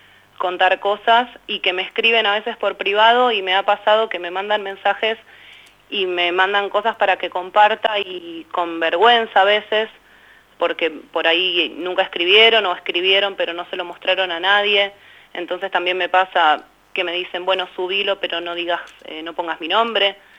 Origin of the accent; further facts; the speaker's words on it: Berazategui, Buenos Aires Province, Argentina; No solo de Berazategui, yo soy de Berazategui